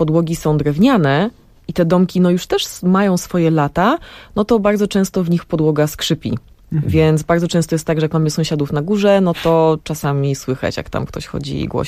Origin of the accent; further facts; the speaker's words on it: Brooklyn, New York, United States; now in Poland; ja dorastałam w takim właśnie domu na Brooklyn